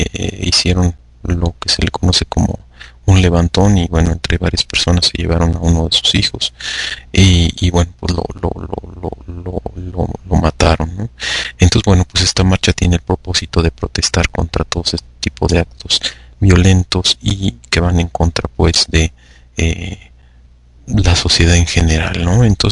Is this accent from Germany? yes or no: no; Mexico; Aquellos que no tenemos hijos, comportarnos como buenos mexicanos, como gente de bien.